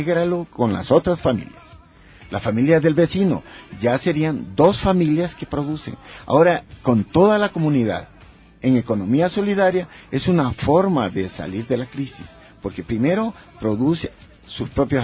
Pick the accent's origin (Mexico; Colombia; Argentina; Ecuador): Ecuador; Esmeraldas; Yo soy de Esmeraldas y allá, si tú puedes ir a ver, tenemos nuestros huertos orgánicos.